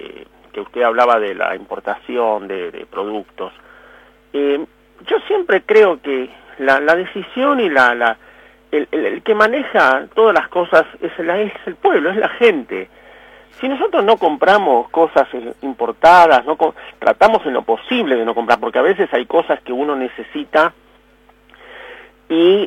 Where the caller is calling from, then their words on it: Buenos Aires, Argentina; de Villa Devoto